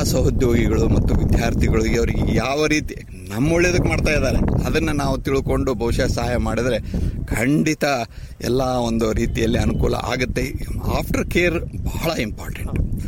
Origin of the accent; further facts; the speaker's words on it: Haridyala, Karnataka, India; ನನ್ನ ಅರ್ಧ ಸಮಯ ಈಗ ರೈತನಾಗಿ ನಮ್ಮ ಊರಿನಲ್ಲಿ ಲಿಂಗಸೂರು ತಾಲೂಕಿನ ಮುದ್ದಗಲ್ಲ ಹತ್ರ ಒಂದು ಇದೇ ಹರಿದ್ಯಾಳ ಅಂತ ಗ್ರಾಮ ಇದೆ, ಅಲ್ಲಿ ನಾನು ಮಾಡ್ತಾ ಇದ್ದೀನಿ.